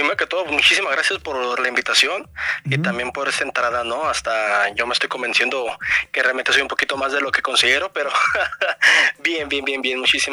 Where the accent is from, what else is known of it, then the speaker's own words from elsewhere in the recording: Mexico; yo creo que como buen mexicano todos empezamos de dos maneras en el mundo de los videojuegos.